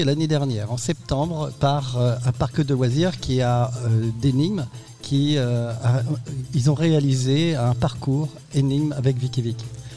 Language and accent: French; Brittany, France; c'était à Saint-Malo, puisque je suis breton, et c'est à côté de chez moi.